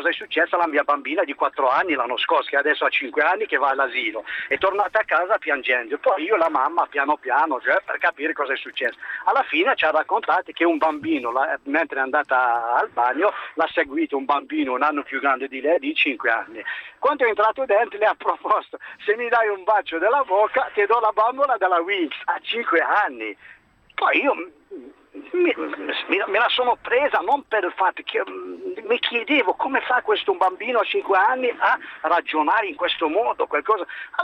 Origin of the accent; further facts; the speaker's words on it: Algeria; Italian is a second language; Io sono algerino